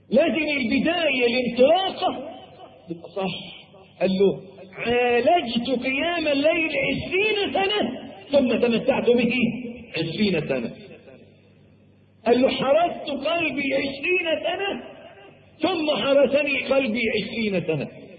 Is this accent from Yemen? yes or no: no; Egypt; عندنا في مصر